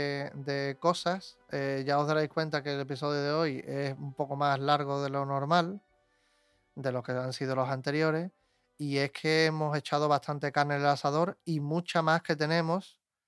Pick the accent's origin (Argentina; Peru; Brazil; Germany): Germany; now in Seville, Spain; A mediados de los 80, mi primera Semana Santa, recién llegado de mi tierra natal, Alemania